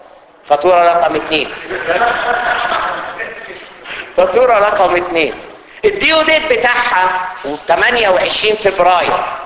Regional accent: Egypt; ماليش دعوه انا بالبقاله اللي عندنا في مصر

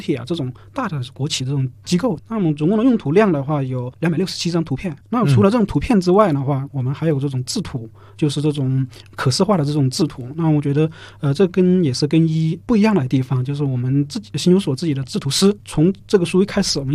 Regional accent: China; 我们中国人

